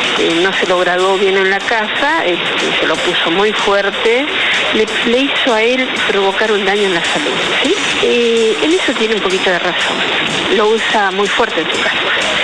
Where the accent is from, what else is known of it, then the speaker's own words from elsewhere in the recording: Avellaneda, Buenos Aires Province, Argentina; soy de Avellaneda